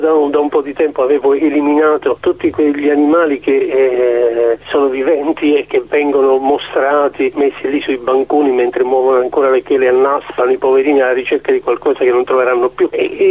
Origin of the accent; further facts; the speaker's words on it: Bari, Apulia, Italy; born there; Io fin da piccolo sono nato a Bari, una città di mare